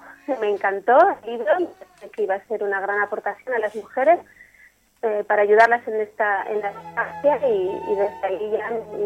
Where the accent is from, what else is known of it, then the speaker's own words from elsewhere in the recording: Pamplona, Navarre, Spain; Pues justo estoy en unos días pasando con mi familia y soy de Navarra, de Pamplona.